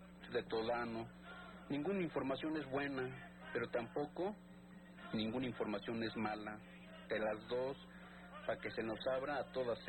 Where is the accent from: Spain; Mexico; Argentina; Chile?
Mexico; Mexico City; como somos los mexicanos, como somos todos los tepiteños, como Tepito es síntesis de lo mexicano